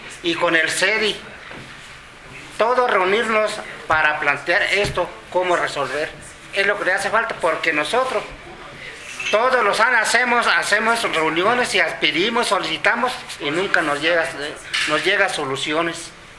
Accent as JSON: {"language": "Spanish", "region": "Chihuahua", "country": "Mexico", "said": "Mira, compañeros, yo soy de Chihuahua, del estado de Chihuahua."}